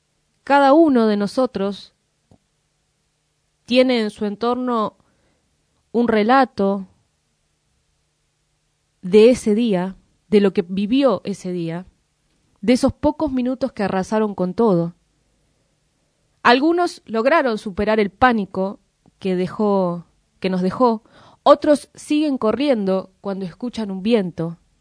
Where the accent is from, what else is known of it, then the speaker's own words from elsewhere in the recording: Moreno, Buenos Aires Province, Argentina; eso que vivimos todos los morenenses, pero también quienes somos parte de Zona Oeste